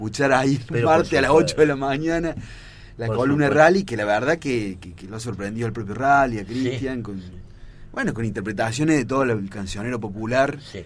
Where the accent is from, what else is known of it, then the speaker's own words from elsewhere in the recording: Córdoba, Argentina; No, soy de Córdoba.